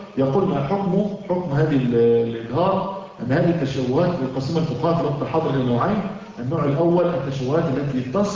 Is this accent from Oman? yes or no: no; Egypt; now in United States; وعلى فكرة احنا عندنا في مصر العسل المغشوش